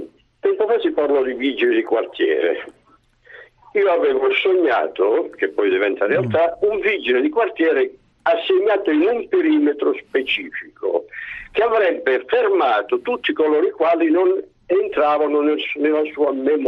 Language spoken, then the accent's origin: Italian; Calabria, Italy; now in Milan, Italy; No, sono calabrese, io sono della Locride, sono a Milano da circa 10 anni.